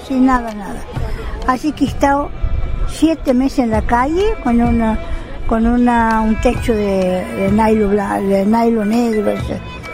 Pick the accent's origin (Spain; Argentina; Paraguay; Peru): Argentina; Sebastián Elcano, Córdoba; Soy de Sebastián Elcano, departamento Río Seco, provincia de Córdoba.